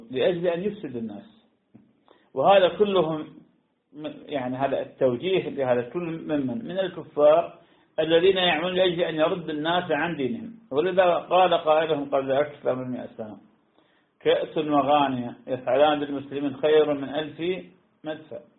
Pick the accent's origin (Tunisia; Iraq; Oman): Iraq; نعم عندنا بالعراق ما شاء الله نخيل تحمل